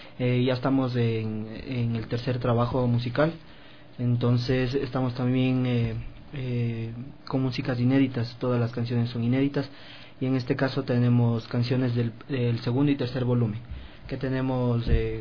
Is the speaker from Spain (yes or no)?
no; Quito, Pichincha, Ecuador; soy de aquí de Quito